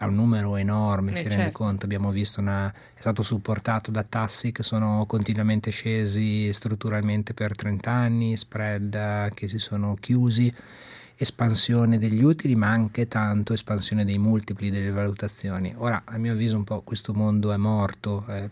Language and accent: Italian; Imola, Emilia-Romagna, Italy; io sono originario di Imola e quindi siamo a 30 km di distanza